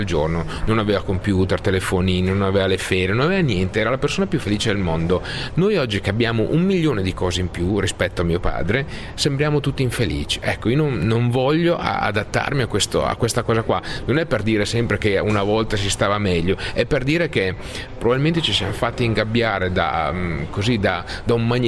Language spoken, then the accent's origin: Italian; Emilia-Romagna, Italy; forse da buon emiliano cerco di vedere sempre le cose positive